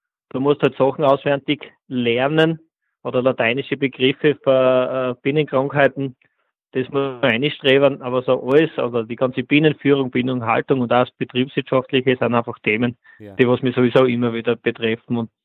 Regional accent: Frohnleiten, Styria, Austria; bin aus Fronleiten, das ist in der Steiermark.

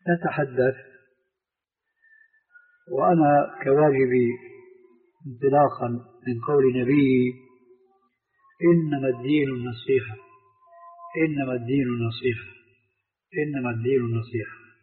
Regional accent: Syria; فعمت هذه الضلالة في الشباب المسلم عندنا في سوريا، لأن الاستعمار الفرنسي حكم بلادنا

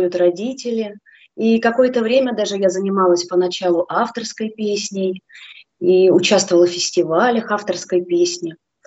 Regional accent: Sergiev Posad, Moscow Oblast, Russia; Родилась в Сергиевом Посаде. Я думаю, что слушатели многие знают, что это такой центр православия, где покоится в лавре мощи преподобного Сергия Радонежского.

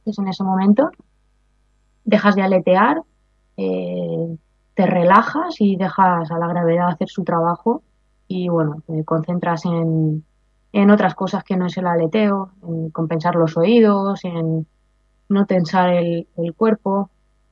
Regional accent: Spain; en apnea estática sí que soy la española que más tiempo aguanta la respiración

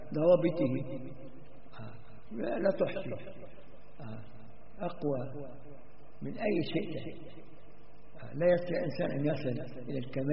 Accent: Egypt; أو يصلوا حتى عندنا في مصر يقعد يصلي بالناس

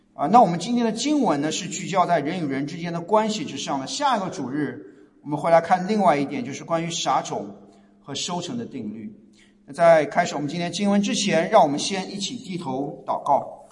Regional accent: China; moved away; 特别是我们这些从大陆过来，从中国，从亚洲移民过来的，在国内受到的教育，从小受到教育

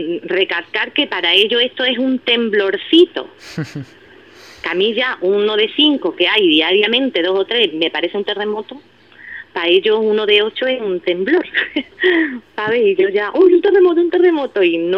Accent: Ubrique, Andalusia, Spain; yo todo lo que cocino es lo que yo he cocinado ahí en mi pueblo, en Ubrique.

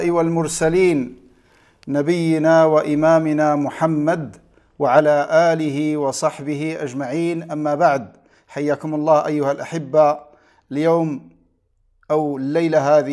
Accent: Morocco; أشرف وأسعد بالتواصل معكم وهذا اللقاء المتجدد مع أحبتي في بلدي المغرب

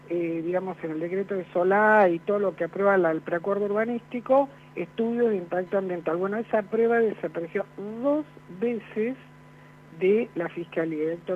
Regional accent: Vicente López, Buenos Aires Province, Argentina; ¿Cómo le va? Soy de Vicente López

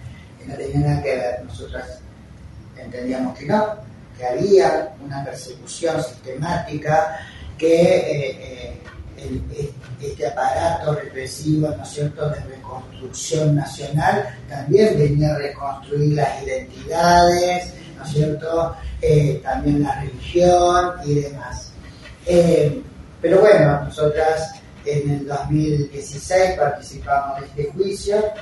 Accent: Rosario, Santa Fe, Argentina; now in Córdoba, Argentina; mujeres trans y travestis que somos sobrevivientes del terrorismo de Estado. Soy rosarina, pero hace 40 años que vivo en Córdoba.

